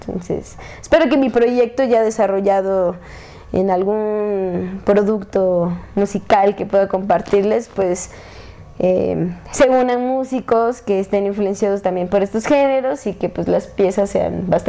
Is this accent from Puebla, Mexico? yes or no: yes; Atlixco, Puebla, Mexico; soy del municipio de Atlixco, del estado de Puebla